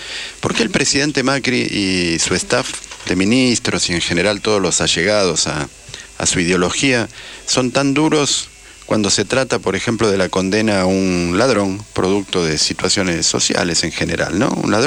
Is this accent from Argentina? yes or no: yes; Argentina; Pero también nosotros, como habitantes argentinos, estábamos igualmente maltratados por esa dictadura maldita.